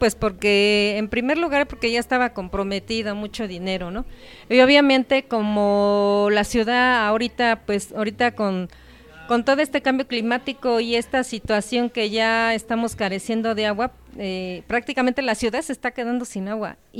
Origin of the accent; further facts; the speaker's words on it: Santa Cruz Acalpizca, Mexico City, Mexico; Mi pueblo, Santa Cruz Acalpizca, fue el primer pueblo nahuatlaca asentado aquí en esta zona de Xochimilco.